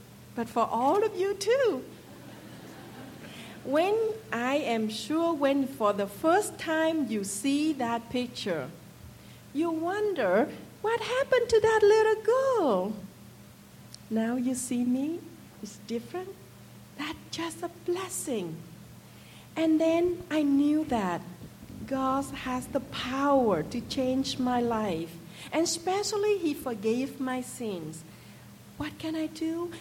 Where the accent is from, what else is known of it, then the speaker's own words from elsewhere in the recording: Vietnam; English is a second language; Like most Vietnamese children, I was raised in the Cao Dai faith.